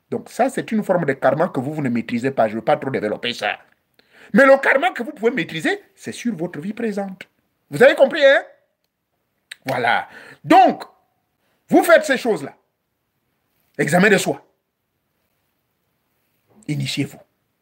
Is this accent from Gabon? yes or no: yes; Gabon; chez moi au Gabon